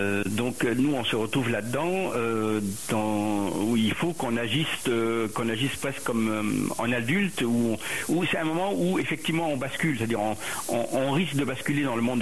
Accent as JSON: {"language": "French", "country": "Lebanon", "moved": "yes", "said": "j'ai quitté le Liban, mais parce que nous, on n'a pas décidé de rester."}